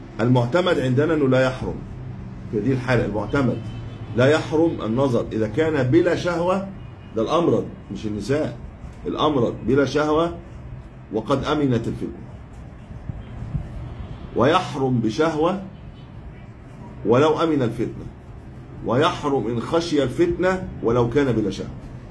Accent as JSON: {"language": "Arabic", "country": "Egypt", "said": "عندنا في مصر في مشكله"}